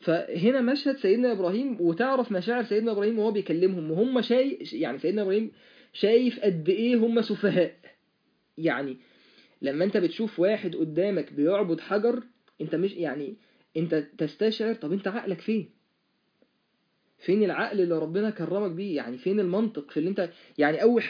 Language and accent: Arabic; Egypt; انا من مصر وانت من الصين